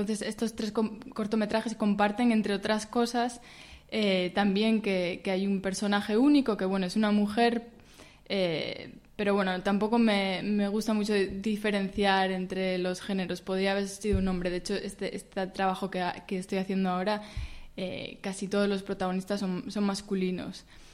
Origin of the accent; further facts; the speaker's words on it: Barredos, Asturias, Spain; bueno, por eso llevo 6 meses en Asturias, ¿no? Más concretamente en la cuenca minera. Yo soy de Barredos